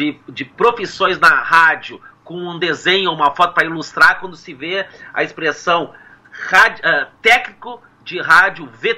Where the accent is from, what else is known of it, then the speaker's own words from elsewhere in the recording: Porto Alegre, Rio Grande do Sul, Brazil; also born or lived in Piauí; Gente, eu vim para Porto Alegre com quase 5 anos, então por isso que eu pedi o sotaque, mas eu sou do Piauí, pois é.